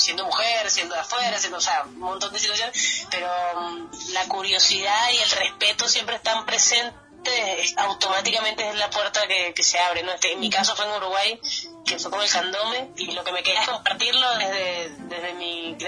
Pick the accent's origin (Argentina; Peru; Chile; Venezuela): Venezuela; moved away; also born or lived in Brazil; después salí de Venezuela, me fui a Brasil, estuve 3 años viviendo allá